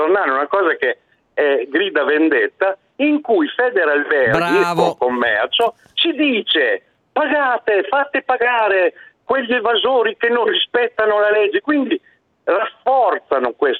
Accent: Emilia-Romagna, Italy; Da buon emiliano non posso fare altro.

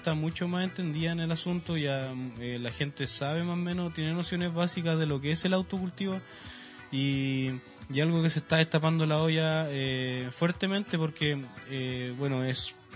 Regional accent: Calama, Antofagasta, Chile; now in Iquique, Chile; yo no soy quiqueño, yo vengo de Calama. Yo llegué acá a estudiar

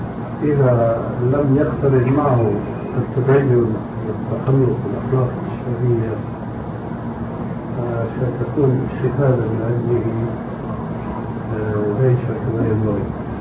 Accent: Syria; also born or lived in Albania; now in Amman, Jordan; عندنا في عمان وهو أولا ألباني وسوري مثلي

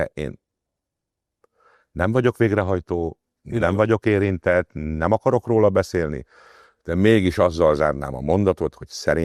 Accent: Hungary; Mi magyarok vagyunk, mi imádjuk az összeesküvés elméleteket

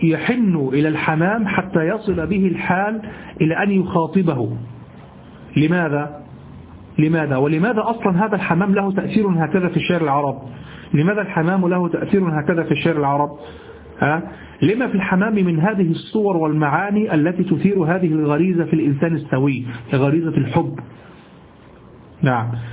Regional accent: Egypt; اليمام الذي نعرفه في مصر نحن باليمام

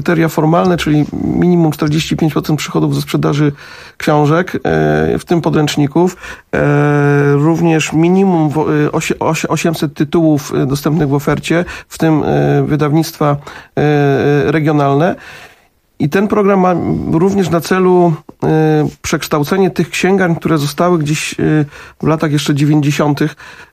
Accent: Jarocin, Greater Poland Voivodeship, Poland; bo ja jestem z Jarocina

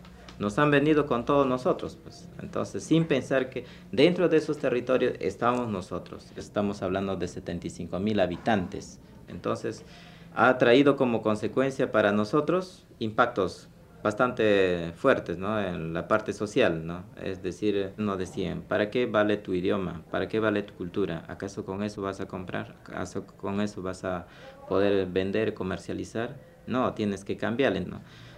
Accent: Peru; Porque yo también soy peruano.

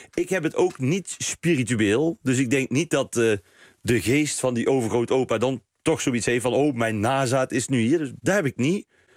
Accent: Best, North Brabant, Netherlands; in Best, waar ik vandaan kom.

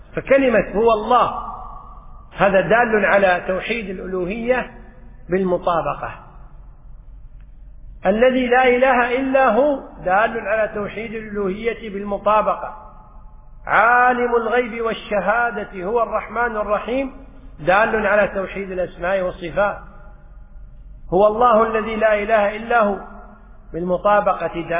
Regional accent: Kuwait; بالعامية عندنا بالكويت يقول توهج

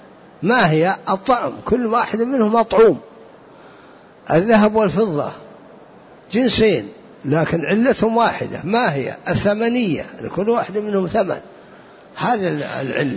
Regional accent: Najd, Saudi Arabia; عندنا في نجد معروف 4 أنواع يسمونه حنطة والقيمي وجريبة ومعيه

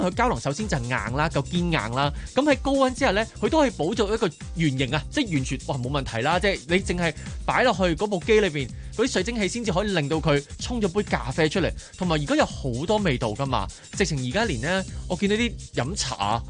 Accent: Hong Kong; 咁但系你知道我哋香港人几忙碌噶啦

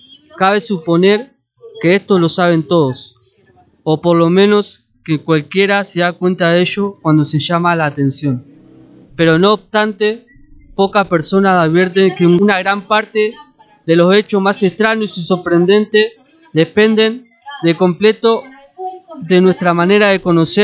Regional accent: San Nicolás, Buenos Aires Province, Argentina; soy de San Nicolás

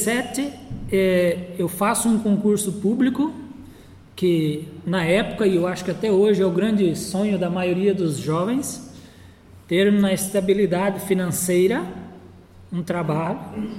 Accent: Novo Horizonte do Sul, Mato Grosso do Sul, Brazil; Em 92, minha adolescência em Novo Horizonte do Sul, que foi o primeiro assentamento que se tornou município no estado de Mato Grosso do Sul.

